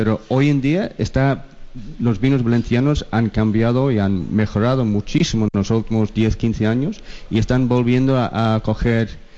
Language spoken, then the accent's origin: Spanish; Belfast, Northern Ireland, United Kingdom; Spanish is a second language; now in Spain; yo soy norirlandés, de Irlanda del Norte.